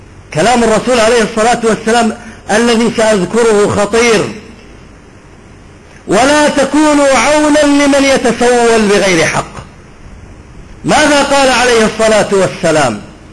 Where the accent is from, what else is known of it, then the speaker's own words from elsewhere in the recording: Iraq; أنا أعرف لهجة أهل الفلوجة ولسانهم لأني من البلد